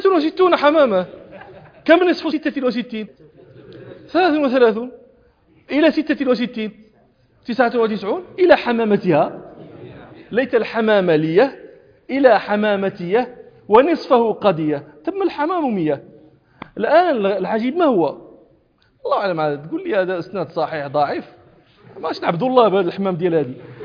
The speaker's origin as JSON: {"language": "Arabic", "country": "Morocco", "said": "كنت في الصحراء الشرقية عندنا في المغرب التي في حدود الجزائر"}